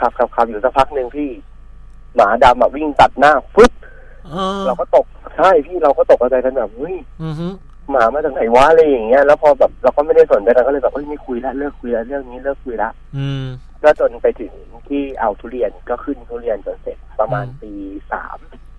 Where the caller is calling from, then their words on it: Pattaya, Chonburi, Thailand; อยู่ที่พัทยาครับพี่